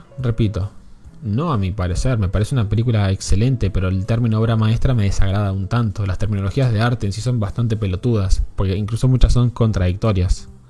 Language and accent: Spanish; General Roca, Río Negro, Argentina; ¿De qué provincia sos? Río Negro, General Roca.